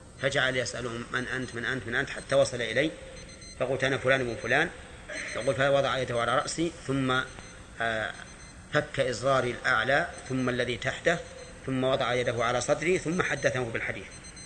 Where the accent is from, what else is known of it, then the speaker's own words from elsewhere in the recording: Najd, Saudi Arabia; لو أننا مثلا أردنا أن نلبس لباس الهنود مثلا ونحن من أهل نجد